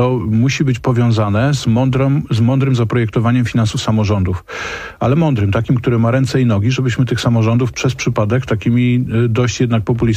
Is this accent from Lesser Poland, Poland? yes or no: no; Silesian Voivodeship, Poland; Ja akurat pochodzę z Śląska, niedaleko mojego miasta, w Mikołów, Orzesze, Łaziska.